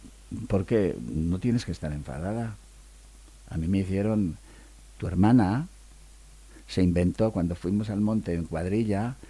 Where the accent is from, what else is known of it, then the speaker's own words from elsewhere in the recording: Basque Country, Spain; Me gusta comer bien como buen vasco que soy.